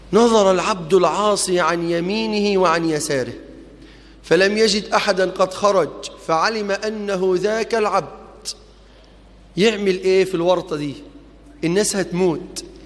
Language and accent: Arabic; Egypt; أسأل الله في هذا المقام ألا يحرم بلدنا مصر نعمة جريان نهر النيل.